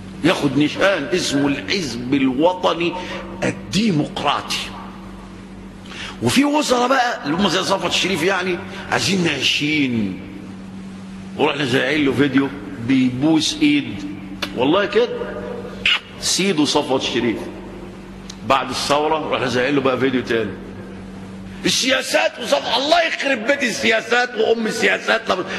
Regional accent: Egypt; طبعا عندنا في مصر الان داعيات فتنة

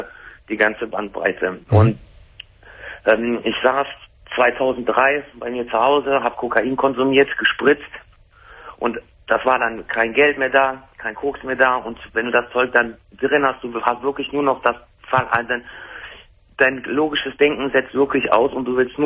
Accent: Wuppertal, North Rhine-Westphalia, Germany; Ich komme aus Wuppertal.

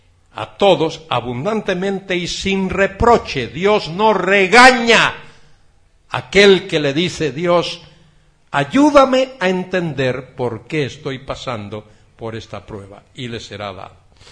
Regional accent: Galicia, Spain; Yo vengo de una parte de Galicia que se llama Costa da Morte, Costa de la Muerte, porque allí las olas baten con una fuerza tremenda

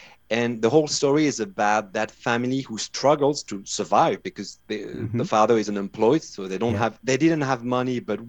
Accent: Brittany, France; now in United States; You know, I'm from Brittany.

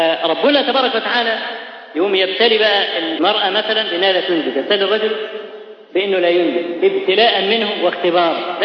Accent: Egypt; وإحنا كمصريين أسد بالك أسد في الحاجات

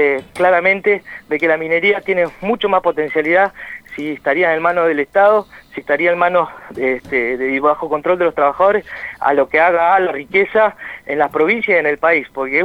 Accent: Santa Cruz, Argentina; como argentinos, como santacruceños

